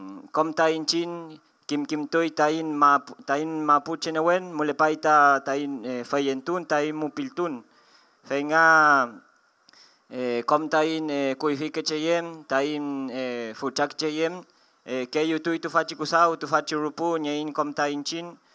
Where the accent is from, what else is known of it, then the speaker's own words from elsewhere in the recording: Argentina; vengo del territorio del Puel Mapu, parte del Wal Mapu.